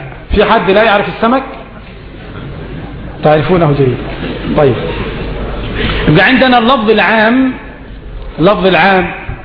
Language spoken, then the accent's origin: Arabic; Egypt; الجراد يا أخواني نحن كمصريين لا نأكله